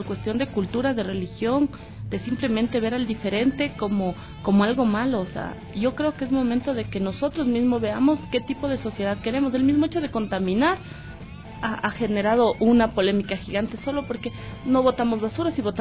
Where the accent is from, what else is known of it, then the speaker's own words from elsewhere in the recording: Ecuador; born there; Yo soy ecuatoriana porque mis papás me tuvieron aquí.